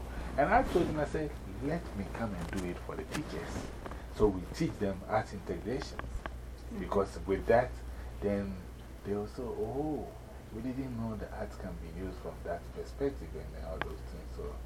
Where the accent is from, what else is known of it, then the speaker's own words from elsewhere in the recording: Ghana; also born or lived in New York, United States; Now me, I'm an ambassador. One, for myself, Ghana, the Percussive Art Society, and Africa. And I moved from New York, so I'm also an ambassador for New York.